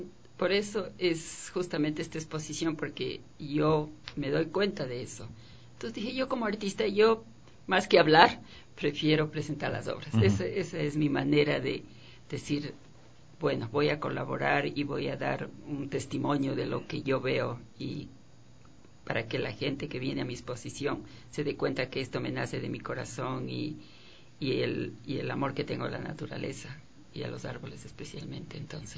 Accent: Quito, Pichincha, Ecuador; Nacida en Quito y viví 30 años en La Mariscal, eso es importante decir

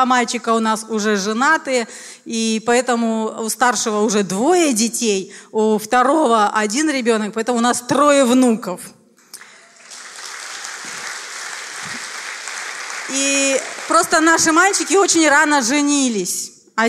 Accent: Riga, Latvia; просто общалась, что я из города Риги, да, вот верующий.

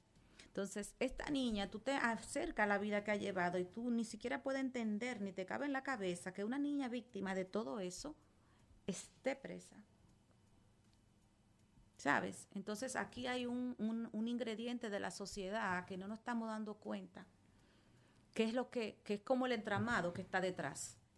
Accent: Salcedo, Hermanas Mirabal, Dominican Republic; Tú sabes que yo soy de Salcedo

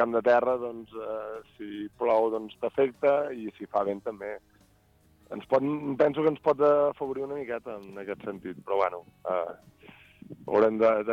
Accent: Berga, Catalonia, Spain; Sí, jo que sóc de Berga també ho trobo.

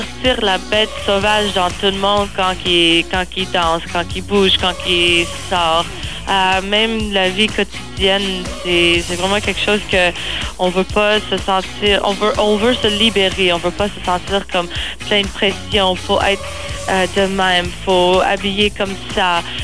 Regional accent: Montreal, Quebec, Canada; parce qu'on vient de Montréal

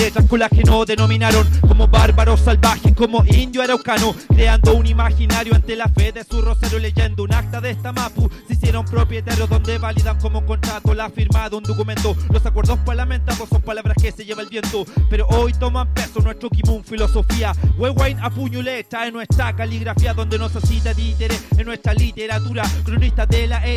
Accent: Santiago, Santiago Metropolitan Region, Chile; Yo soy de Santiago, pero mi familia es de Vilcún, del Nate

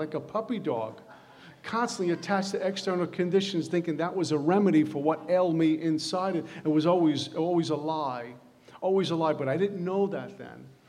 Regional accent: Brooklyn, New York, United States; And back in the day, growing up in Brooklyn, hanging out on the corner was like a religion.

